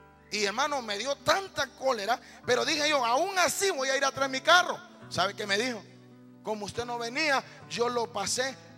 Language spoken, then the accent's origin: Spanish; Honduras; Humanamente, como buen catracho, me enojé y dije: ay, condenado, dije.